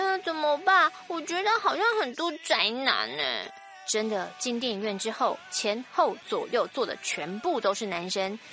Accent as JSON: {"language": "Chinese", "region": "New Taipei", "country": "Taiwan", "said": "我是新北的啵"}